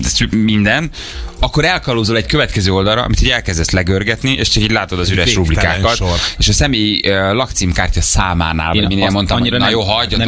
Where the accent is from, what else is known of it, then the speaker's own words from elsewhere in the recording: Hungary; Magyar vagyok, hazafi vagyok